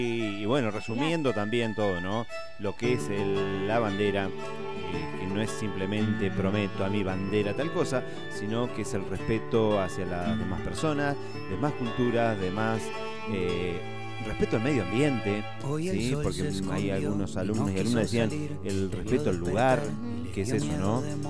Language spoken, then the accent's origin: Spanish; Argentina; es lo que nos pasa como sociedad, como pueblo argentino en este caso, ¿sí?